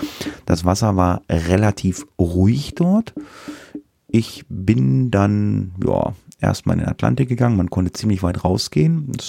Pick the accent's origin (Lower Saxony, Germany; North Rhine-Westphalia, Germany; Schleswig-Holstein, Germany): Lower Saxony, Germany; in Deutschland, in einigen Bundesländern ist, glaube ich, auch Feiertag, aber nicht in Niedersachsen, wo ich herkomme.